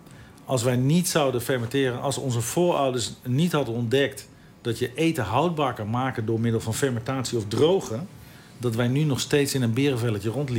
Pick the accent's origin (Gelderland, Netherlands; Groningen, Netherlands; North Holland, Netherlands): Gelderland, Netherlands; Ede; Ik kom uit Ede en toen moest ik mijn dienstplicht gaan doen.